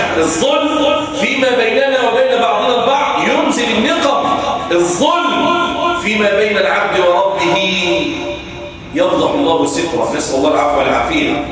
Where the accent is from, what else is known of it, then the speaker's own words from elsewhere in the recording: Egypt; وأن يجعل بلدنا مصر أمنا أمانا سخاء رخاء وسائر بلاد